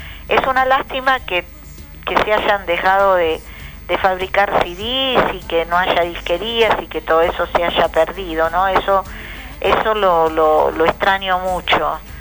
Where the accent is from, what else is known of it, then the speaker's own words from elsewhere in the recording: Paso del Rey, Buenos Aires Province, Argentina; yo soy de Paso del Rey